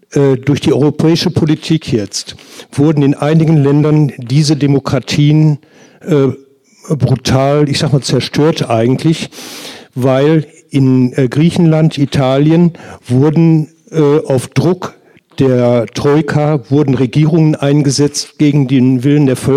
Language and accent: German; Hesse, Germany; Ich bin Hesse.